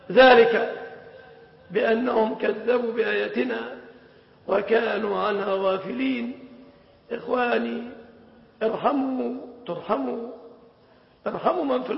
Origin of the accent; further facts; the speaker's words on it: Egypt; لقد كنا في بلادنا مصر زمنا